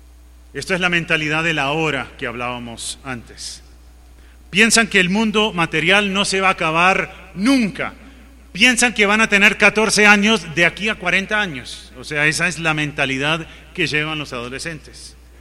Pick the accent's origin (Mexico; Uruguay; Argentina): Uruguay; born or raised there